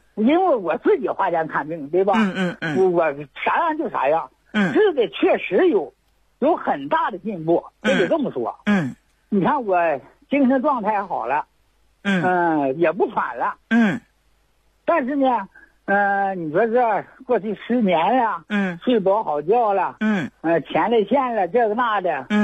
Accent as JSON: {"language": "Chinese", "town": "Chaoyang", "region": "Liaoning", "country": "China", "said": "我是辽宁朝阳，长治人。"}